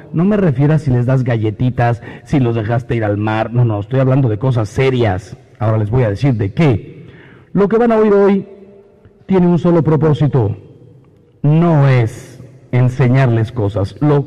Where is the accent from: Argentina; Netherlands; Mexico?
Mexico; Soy mexicano, pero no vivo en México, vivo en un avión que desgraciadamente no es mío.